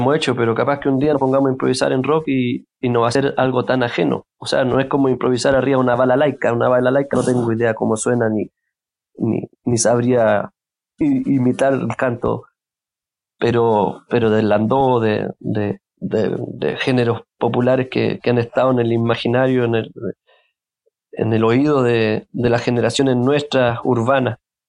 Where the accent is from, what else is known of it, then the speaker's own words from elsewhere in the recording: Chile; no, yo soy chileno